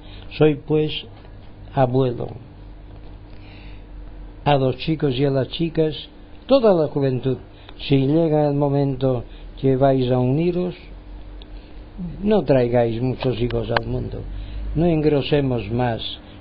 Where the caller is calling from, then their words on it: Palma, Balearic Islands, Spain; mi parte desde Palma de Mallorca y las Baleares. España, quieren que seamos españoles, bueno, pues somos españoles